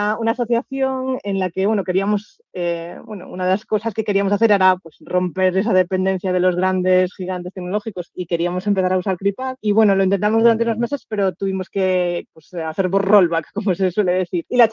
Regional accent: Galicia, Spain; ¿Y qué voy a decir yo como gallega de que vengáis a Valide?

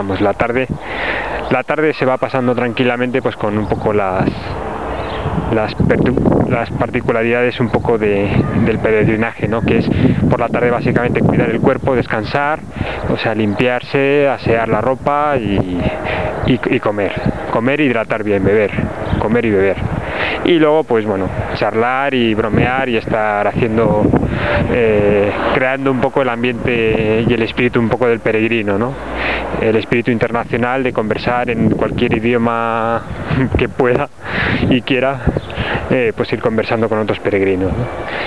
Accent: Castile, Spain; Que como buen castellano pues soy seco y eso.

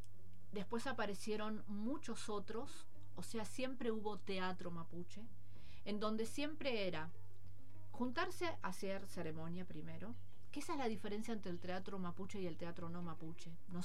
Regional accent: Rawson, Chubut, Argentina; also born or lived in Teca; Nací en Teca, viví en un barrio pobre de Rawson, me vine a vivir acá

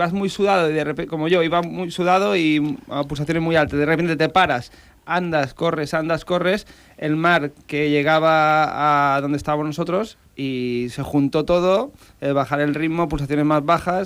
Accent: Balearic Islands, Spain; Yo como menorquín debería saberlo

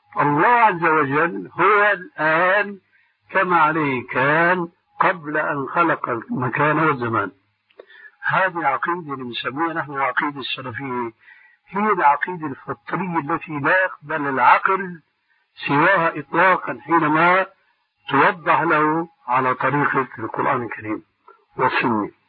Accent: Syria; بده يكون كما يقولون عندنا في الشام أبحاله

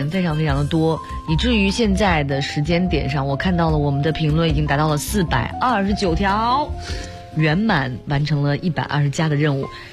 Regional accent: China; 我觉得真的是为我们中国人带来的

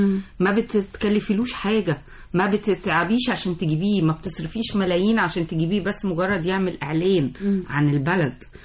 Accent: Egypt; انت عارفه ان انا لما بسافر اي بلد اي بلد في الدنيا تيجي تقول لهم انا من مصر

